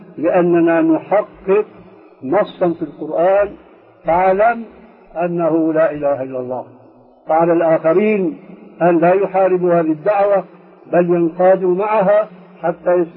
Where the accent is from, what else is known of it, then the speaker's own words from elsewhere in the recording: Syria; كما يقول عندنا في الشام